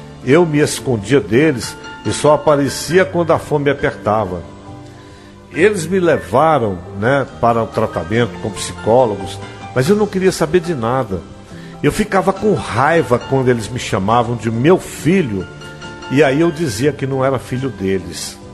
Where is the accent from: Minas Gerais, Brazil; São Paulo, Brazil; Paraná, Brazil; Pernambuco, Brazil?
Minas Gerais, Brazil; Cláudio; born there; eles foram comigo até a cidade de Cláudio, que foi onde eu nasci